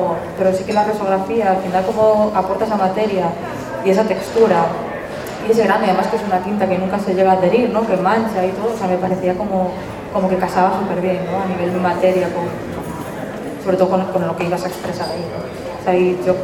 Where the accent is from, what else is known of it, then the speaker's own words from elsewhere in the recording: Galicia, Spain; hubo una decisión muy firme de quedarme en Galicia. O sea, bueno, una porque... me mato si me voy de mi tierra, me gusta demasiado